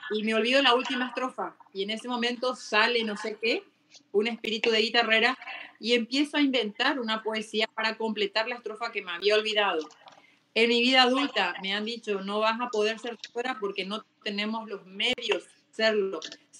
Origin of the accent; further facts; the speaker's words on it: Argentina; now in Paraguay; Yo soy argentina, estudié allá